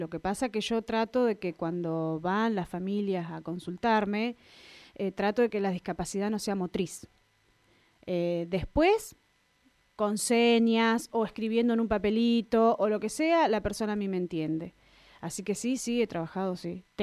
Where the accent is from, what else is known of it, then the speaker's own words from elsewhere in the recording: Miguel Riglos, La Pampa, Argentina; also born or lived in Tomás Manuel de Anchorena; Nacida, criada hasta los 9 años en Tomás Manuel de Anchorena y hasta después me vine a Miguel Riglos a poder tener un secundario y demás que en la localidad no había. Nos trasladamos con mi familia a Miguel Riglos.